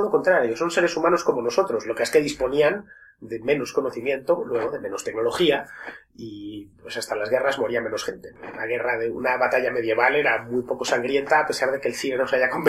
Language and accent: Spanish; Spain; aunque no queramos serlo, somos españoles, y no hay más, y no pasa nada por serlo.